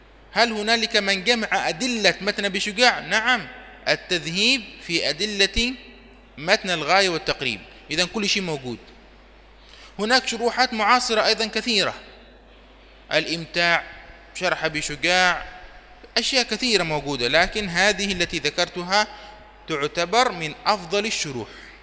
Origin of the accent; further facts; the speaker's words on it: Yemen; وهو مقرر عندنا في اليمن للطلاب في بداية دراسة الفقه